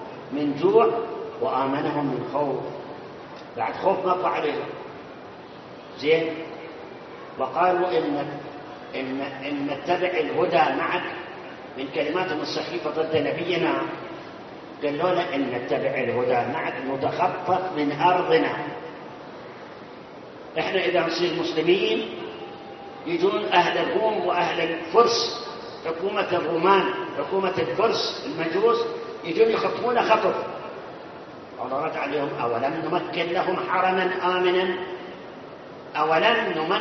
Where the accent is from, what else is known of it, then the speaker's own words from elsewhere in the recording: Karbala, Karbala Governorate, Iraq; moved away; أنا أتذكر يوم 1971 يوم اللي احنا هربنا من كربلاء